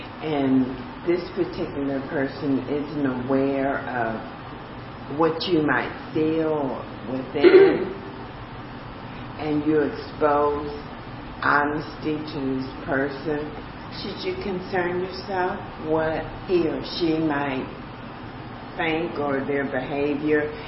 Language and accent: English; Detroit, Michigan, United States; And I'm from Detroit, and for a couple of years I used to go to the cemetery all the time